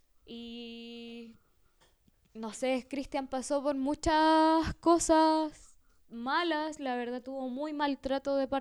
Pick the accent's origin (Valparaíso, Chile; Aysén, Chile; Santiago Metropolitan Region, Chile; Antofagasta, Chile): Aysén, Chile; Puerto Cisnes; estudiantes y profesores están en paro por lo que está pasando en el país y su pueblo, que también es mi pueblo